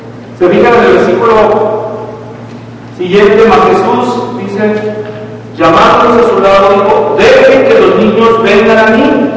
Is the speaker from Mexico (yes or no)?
yes; Mexico; Nosotros crecimos en México donde no había otra cosa más que el catolicismo romano.